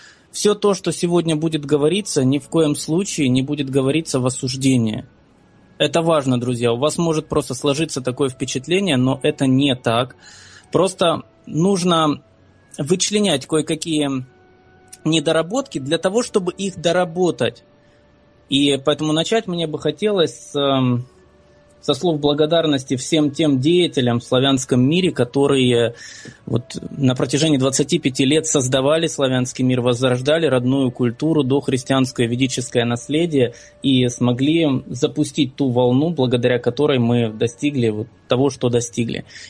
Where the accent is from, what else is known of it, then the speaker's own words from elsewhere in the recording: Simferopol, Crimea, Ukraine; Я из Симферополя, из Крыма, недавно присоединившегося к нашему общему дому.